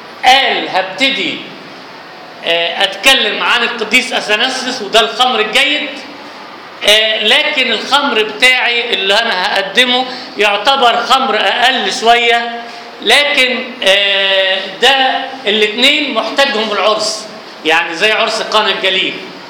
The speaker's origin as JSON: {"language": "Arabic", "country": "Egypt", "said": "فبالاولى احنا كمصريين نمدح الناس اللي هم عاشوا بينا"}